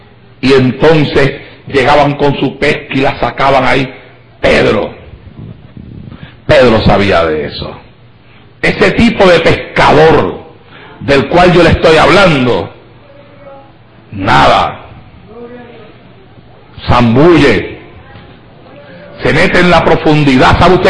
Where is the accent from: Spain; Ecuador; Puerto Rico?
Puerto Rico; Santa Isabel; como todavía los hay en mi pueblo, en Santa Isabel.